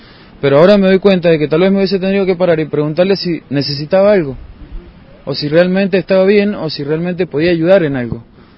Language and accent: Spanish; Mendoza, Argentina; born there; yo soy nacido en Mendoza, he venido por provincias